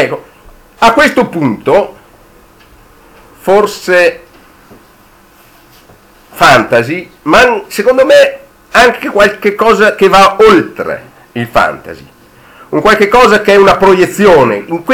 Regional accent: Verona, Veneto, Italy; perché io sono veronese, io sono sempre venuto in vacanze in Alto Adige

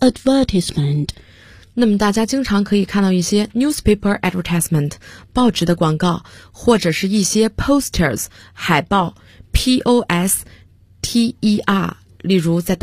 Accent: Liaoning, China; 实际上我是土生土长的辽宁人。那么各位听众都知道，辽宁人说普通话有可能都带着丝丝不分的情况，那么你想我在说英文的时候最初肯定也是这样。

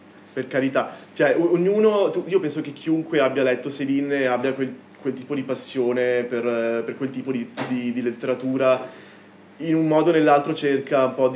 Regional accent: Veneto, Italy; essendo veneto non potevo esimermi

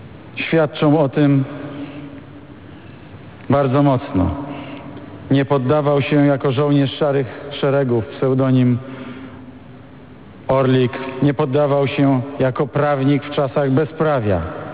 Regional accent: Wrocław, Lower Silesian Voivodeship, Poland; Ja wychowałem się we Wrocławiu

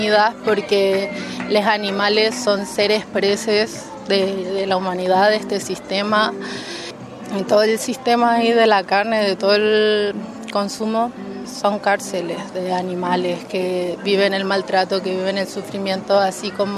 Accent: Santiago, Santiago Metropolitan, Chile; born there; Yo nací en Santiago, las personas también que estamos ahí en el refugio somos de Santiago, de La Guarria

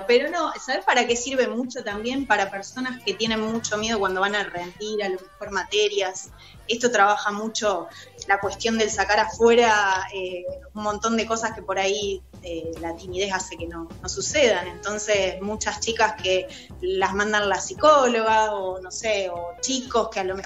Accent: Acebal, Santa Fe, Argentina; de la temporada me vine a un pueblo de acá, de Santa Fe, yo soy de Acebal, vivo acá con mi compañero, y los dos somos artistas

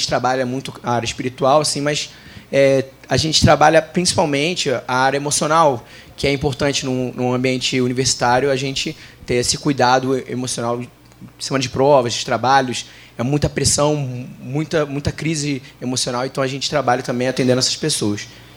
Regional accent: Nova Iguaçu, Rio de Janeiro, Brazil; eu sou lá do Rio de Janeiro, sou de Nova Iguaçu.

